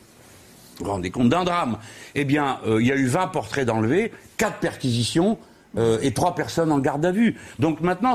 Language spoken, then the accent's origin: French; France; En tant que Français, notre conception du monde, notre vision des choses, nous pouvons les mettre sur la table.